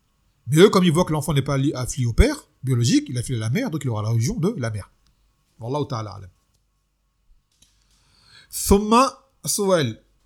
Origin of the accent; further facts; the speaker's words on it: Martinique; je suis martiniquais, et depuis avant l'islam, il y a chez nous des histoires qui touchent à ce genre de choses